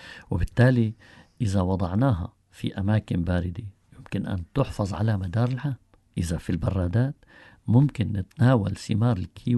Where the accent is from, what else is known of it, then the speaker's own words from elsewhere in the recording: Tartus, Tartus Governorate, Syria; وحاليا عندنا في طرطوس مشتل خاص بإنتاج الغراس.